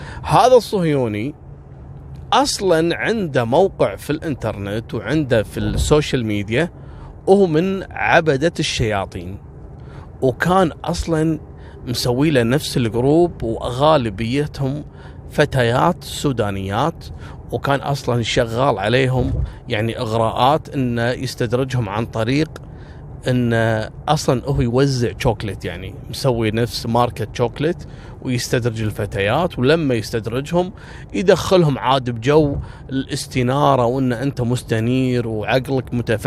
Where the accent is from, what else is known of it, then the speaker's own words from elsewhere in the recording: Kuwait; كان الحدث شيء مروع وصار الضجة عندنا في الكويت.